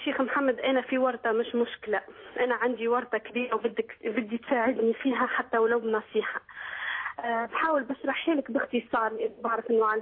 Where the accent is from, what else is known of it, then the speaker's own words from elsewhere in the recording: Tunisia; أنا تونسية يعني، في إحنا في تونس